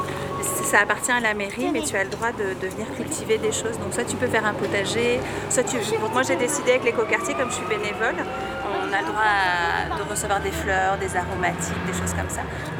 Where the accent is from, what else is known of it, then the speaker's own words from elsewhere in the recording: France; now in Montreal, Canada; On est français, nous aussi.